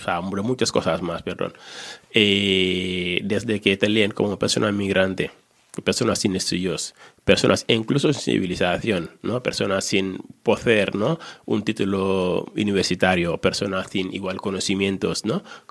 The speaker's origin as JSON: {"language": "Spanish", "country": "Senegal", "said": "Yo soy de Senegal, un país en el África Negra, África del Oeste, un país bonito."}